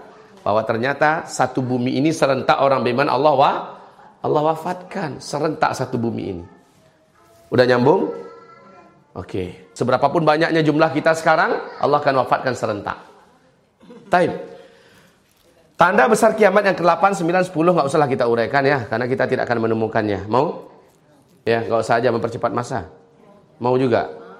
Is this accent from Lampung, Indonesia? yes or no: no; Padang, West Sumatra, Indonesia; Memang saya orang Padang.